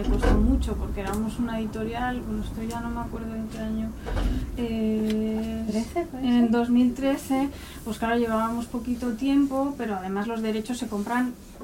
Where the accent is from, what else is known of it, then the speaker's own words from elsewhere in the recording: Madrid, Community of Madrid, Spain; Yo yo soy de Madrid, pero mis abuelos son de Guadalajara.